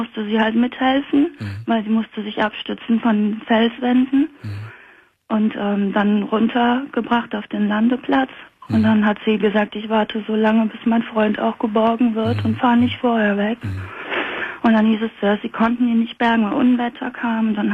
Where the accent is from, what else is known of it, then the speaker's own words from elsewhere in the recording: Cologne, North Rhine-Westphalia, Germany; Also ich komme aus Köln.